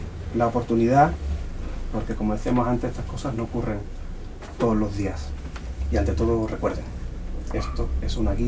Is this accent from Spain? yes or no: yes; La Puebla, Andalusia, Spain; y yo soy de La Puebla, que está muy cerquita.